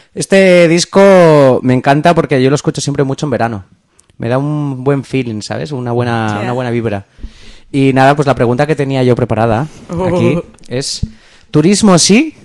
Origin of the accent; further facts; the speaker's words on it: San Sebastián, Basque Country, Spain; Bueno, sí, yo soy de Donosti, no me considero pijo.